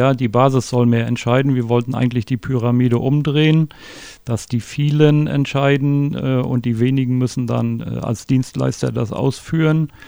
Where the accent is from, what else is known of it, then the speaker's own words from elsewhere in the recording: Stralsund, Mecklenburg-Vorpommern, Germany; Ich bin in Stralsund geboren und lebe auch seitdem dort